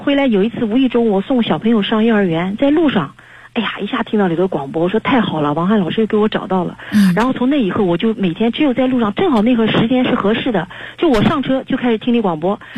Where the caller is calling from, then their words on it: Nanjing, Jiangsu, China; 是这样，我是南京的一名听众。我今年是47岁